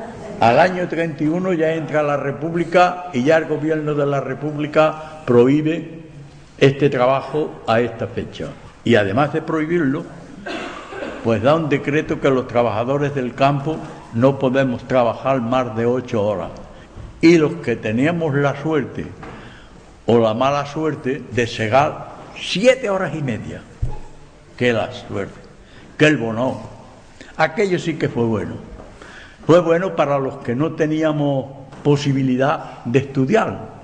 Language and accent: Spanish; Espejo, Andalusia, Spain; porque Espejo es mi pueblo, no el vuestro, el mío. Lo he defendido con coraje.